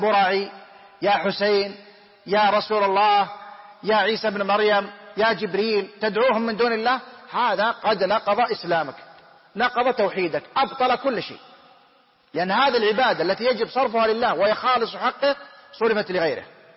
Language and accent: Arabic; Saudi Arabia; الحمد لله بلادنا المملكة العربية السعودية بلاد إسلام، بلاد توحيد